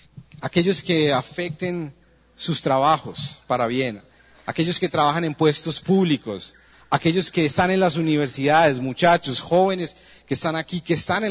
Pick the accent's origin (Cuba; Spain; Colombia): Colombia; born there; ¿por qué nacimos en Colombia? ¿Por qué nacimos en la ciudad que nacimos?